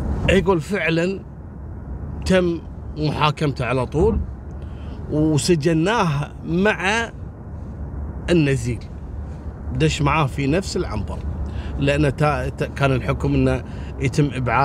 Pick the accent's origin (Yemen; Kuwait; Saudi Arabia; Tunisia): Kuwait; أنا سبق أني ذكرتها عندنا في الكويت.